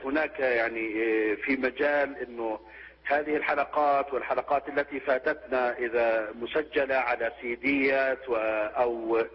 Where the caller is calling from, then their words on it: Jordan; يعني أنا أتكلم من الأردن.